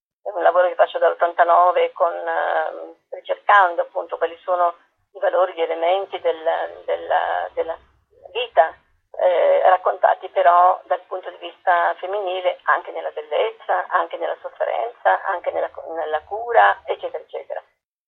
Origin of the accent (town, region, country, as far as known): Apulia, Italy